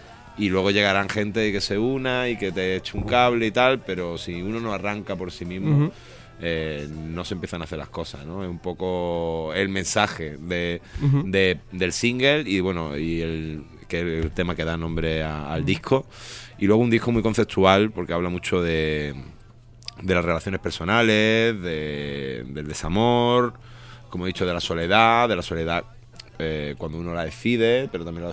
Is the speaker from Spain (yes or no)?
yes; Málaga, Andalusia, Spain; now in Madrid, Spain; Bueno, yo vengo de Málaga y, bueno, mi idea es estar aquí en Madrid una temporada